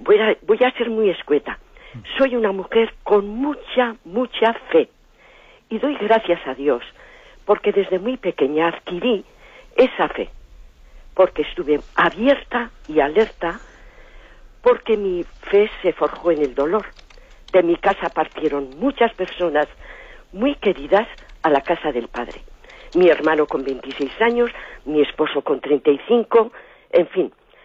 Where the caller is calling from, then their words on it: Basque Country, Spain; de Guipúzcoa.